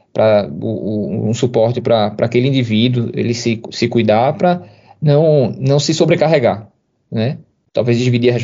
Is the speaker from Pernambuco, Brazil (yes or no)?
yes; Recife, Pernambuco, Brazil; de Recife, de Pernambuco, de Olinda, é enorme da minha família. E estar participando, ajudando a minha terra, para mim é importante.